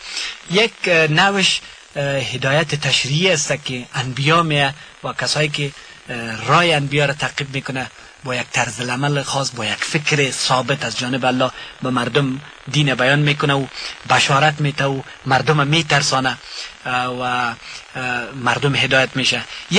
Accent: Ghazni, Afghanistan; ما از غزنی هستیم، از پشتون های غزنی هستیم

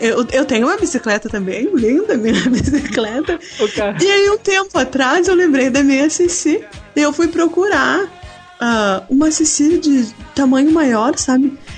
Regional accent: Santa Catarina, Brazil; Eu sou de Santa Catarina, lá tem muito morro, não dá pra andar de bicicleta.

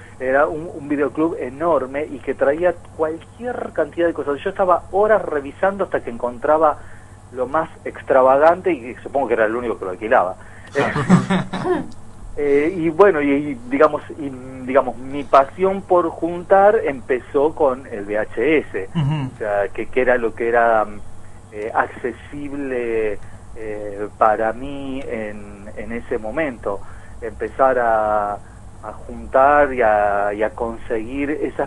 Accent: Campana, Buenos Aires Province, Argentina; yo me crié en Campana, en un pueblo muy chico

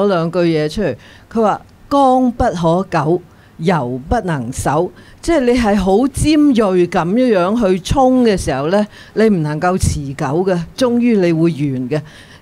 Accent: Hong Kong; 我們香港人有香港人的身份，我們有香港人的文化

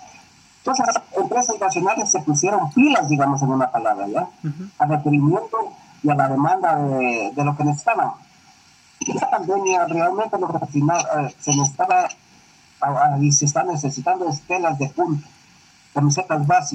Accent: Ecuador; Nosotros somos tan ecuatorianos que no sabemos.

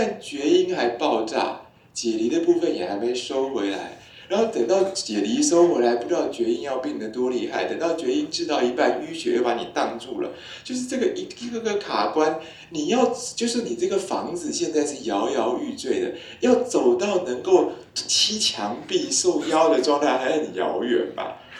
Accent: Taiwan; 这也完全不是我们台湾人会讲的一种语言啊，

